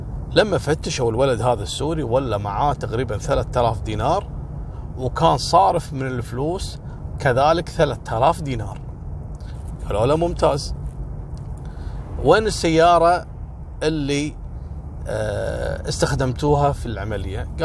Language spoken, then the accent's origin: Arabic; Kuwait; لأن هذا الموضوع وصل لأعلى مستويات عندنا في الكويت